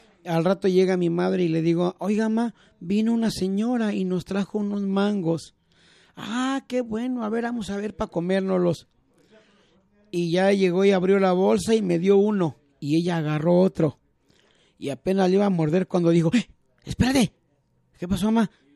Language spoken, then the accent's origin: Spanish; Magdalena, Jalisco, Mexico; ahí en mi pueblo de Magdalena, Jalisco, de donde yo soy